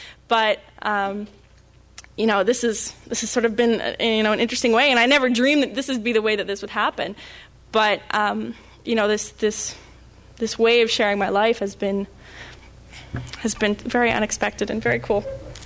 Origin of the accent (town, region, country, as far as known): Toronto, Ontario, Canada